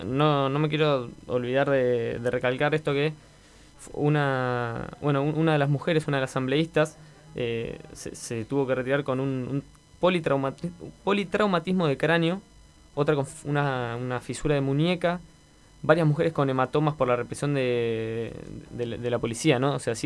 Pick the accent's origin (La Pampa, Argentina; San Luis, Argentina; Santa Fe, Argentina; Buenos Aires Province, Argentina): Buenos Aires Province, Argentina; Mar del Plata; yo soy de Mar del Plata y digo, no me imagino la ciudad movilizada